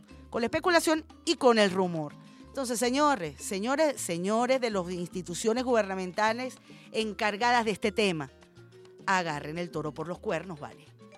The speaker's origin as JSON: {"language": "Spanish", "country": "Venezuela", "said": "con los consumistas que somos los venezolanos"}